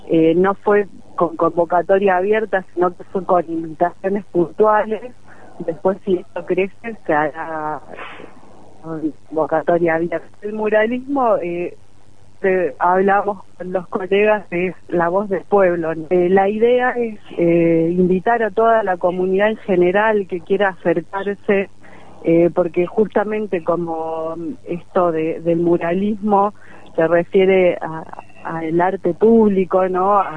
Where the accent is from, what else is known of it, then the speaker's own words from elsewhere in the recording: San Javier, Córdoba, Argentina; soy de San Javier.